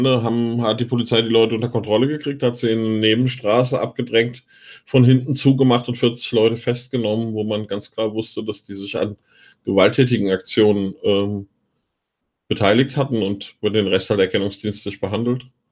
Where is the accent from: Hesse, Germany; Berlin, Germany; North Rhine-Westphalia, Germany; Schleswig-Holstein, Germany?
Hesse, Germany; aber mir als Hesse blutet das Herz.